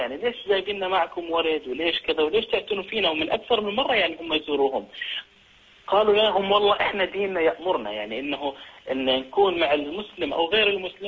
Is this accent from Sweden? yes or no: yes; Sweden; أنا من السويد